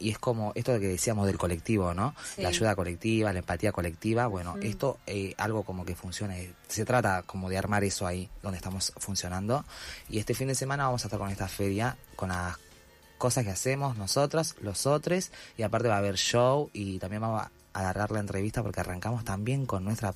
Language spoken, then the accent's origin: Spanish; Salta, Argentina; yo soy del interior, soy de Salta.